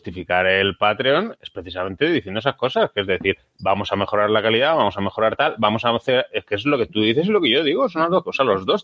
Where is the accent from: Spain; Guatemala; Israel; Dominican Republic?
Spain; Pero aparte, somos españoles y somos jugones.